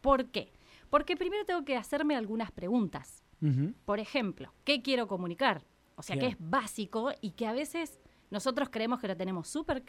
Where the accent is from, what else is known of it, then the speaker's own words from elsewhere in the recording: Córdoba, Argentina; Como buena cordobesa, tengo que decir.